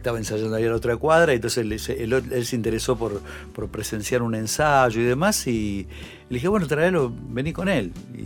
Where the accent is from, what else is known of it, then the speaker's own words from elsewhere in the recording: Buenos Aires, Argentina; No era Bajo Belgrano, era casi el límite de Belgrano Núñez, ¿viste?